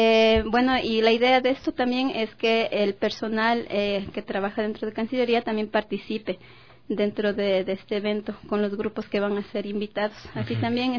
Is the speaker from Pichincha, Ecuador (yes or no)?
yes; Quito, Pichincha, Ecuador; soy de aquí, de Quito.